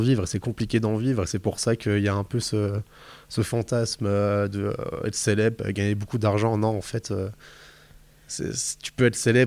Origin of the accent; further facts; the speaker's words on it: Grand Est, France; Mais oui, il y en a évidemment, et puis même moi, je suis des Vosges